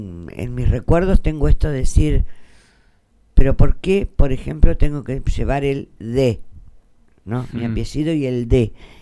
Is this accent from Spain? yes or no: no; Buenos Aires Province, Argentina; born there; now in Santa Rosa, Argentina; yo no soy de acá, soy nacida en Buenos Aires, en un pueblito muy pequeño, muy chiquitito, está allá por cerca de la zona de Coronel Bransen